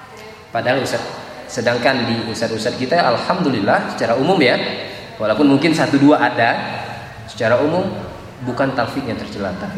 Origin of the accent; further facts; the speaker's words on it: Java, Indonesia; Saya orang Jawa, asli orang Jawa.